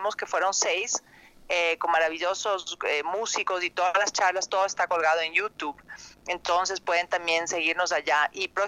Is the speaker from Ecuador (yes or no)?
yes; Ecuador; somos varios actores de Ecuador, está Roberto Manrique, Diego Miñone y yo de Ecuador